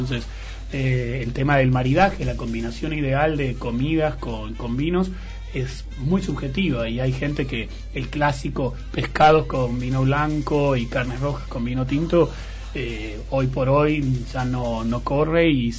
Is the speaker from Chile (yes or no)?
no; Argentina; Entonces nosotros, como argentinos, los enólogos argentinos juegan con eso de distintos suelos